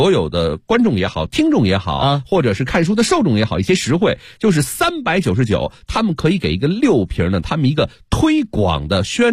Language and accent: Chinese; Beijing, China; 就跟咱们北京人习惯喝的那个普通的红馅二锅头